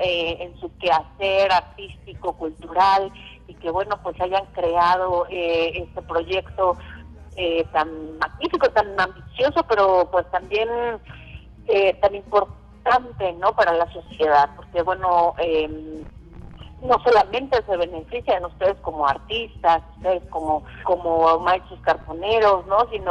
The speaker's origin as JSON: {"language": "Spanish", "country": "Mexico", "said": "muchas veces nos identifican como mexicanos"}